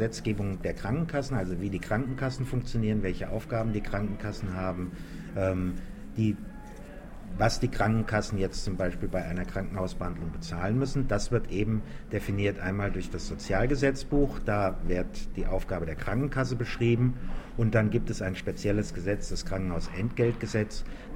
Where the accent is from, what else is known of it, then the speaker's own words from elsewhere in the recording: Hesse, Germany; Ich komme aus Hessen